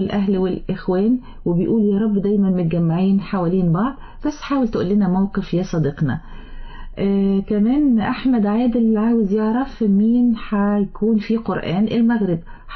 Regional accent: Egypt; كما كان معروف عنا كمصريين الشهامة والجدعنة

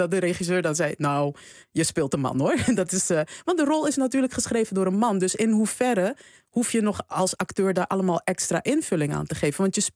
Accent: Suriname; ik ben opgegroeid in Suriname, dus ik dacht altijd van, oh ja, er moet een man een keer komen en die moet mij veroveren

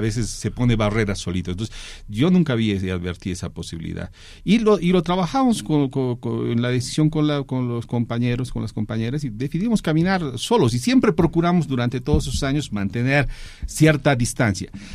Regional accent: Bolivia; no están respetando nuestras ideas como bolivianos, eso es real.

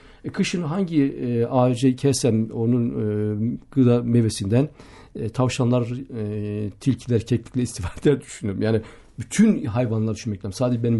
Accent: Gaziantep, Turkey; Köyümde Gaziantep'te memleketim.

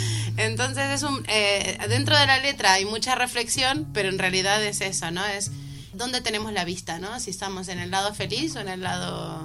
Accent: Argentina; soy argentina, no que lo sepan, es lo que hay. Hablamos mucho.

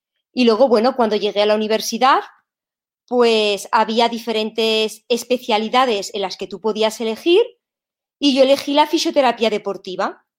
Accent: Spain; moved away as an adult; fue la primera vez que salí de España para ir a trabajar en el extranjero

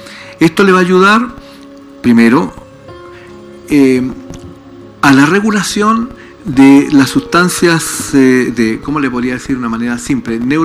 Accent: Valdivia, Los Ríos, Chile; Yo soy de Valdivia.

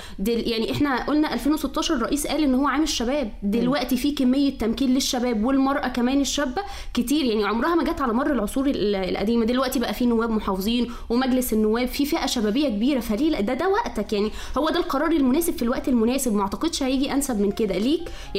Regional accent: Sharqia Governorate, Egypt; انا من الشرقية

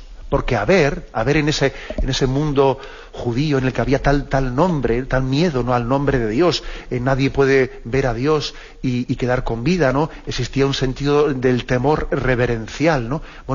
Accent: Basque Country, Spain; Yo que soy vasco, pues también sé que existe una traducción de que es aitá, aitacho.

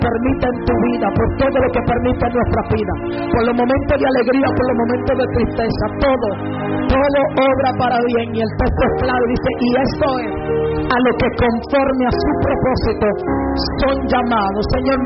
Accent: Colombia; Tengo días predicando, yo vine de Colombia y no he cansado.

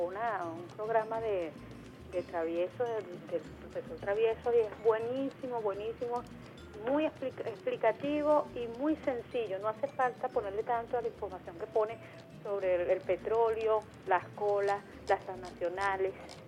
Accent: Venezuela; que por favor que prosperemos como venezolanos, que Venezuela sea próspera

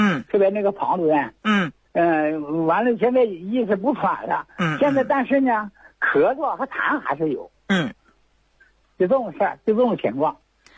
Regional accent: Chaoyang, Liaoning, China; 我是辽宁朝阳，长治人。

